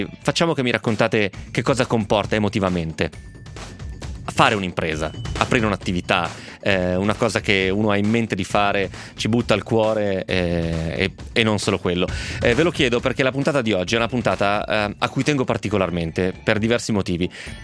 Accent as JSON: {"language": "Italian", "region": "Tuscany", "country": "Italy", "said": "Ho 56 anni, sono toscano e ho sempre inseguito un sogno."}